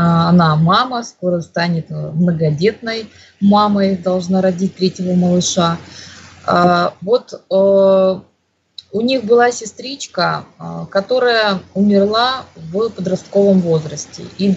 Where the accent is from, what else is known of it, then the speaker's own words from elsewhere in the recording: Crimea, Ukraine; я же из Крыма, тогда мы были Украиной